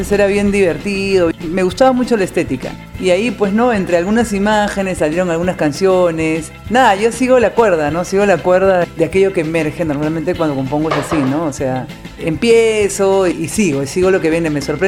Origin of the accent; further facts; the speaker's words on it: Lima, Peru; Bueno, yo soy de Lima, nací, crecí en el centro de Lima, ¿no?